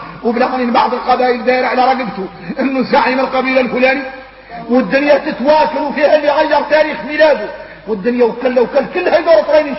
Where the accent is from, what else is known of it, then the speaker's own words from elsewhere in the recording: Mauritania; واحنا موريتاني خارجنا من حب الدنيا يخلع